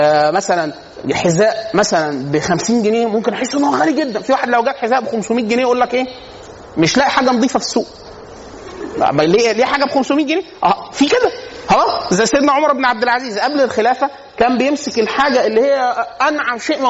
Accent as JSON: {"language": "Arabic", "region": "Upper Egypt", "country": "Egypt", "lives_now": "Cairo, Egypt", "said": "انا عشان اصلا من الصعيد"}